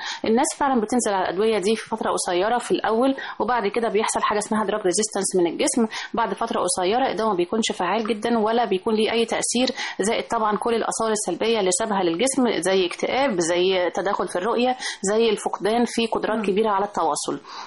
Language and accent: Arabic; Egypt; عندنا في مصر لسه بينزل حاجات